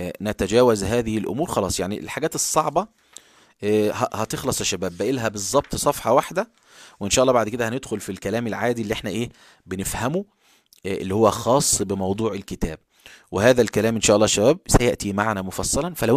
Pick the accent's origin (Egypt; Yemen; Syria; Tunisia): Egypt; فاحنا كلمة بارد عندنا في مصر شتيمة.